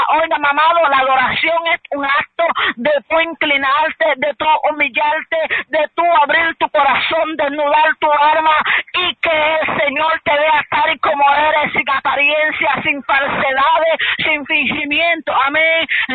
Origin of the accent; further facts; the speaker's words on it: Puerto Rico; nosotros somos los boricuas los más que adoramos